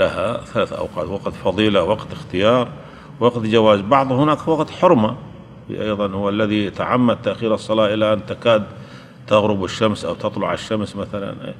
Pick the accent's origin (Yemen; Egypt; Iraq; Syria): Syria; عندنا في سوريا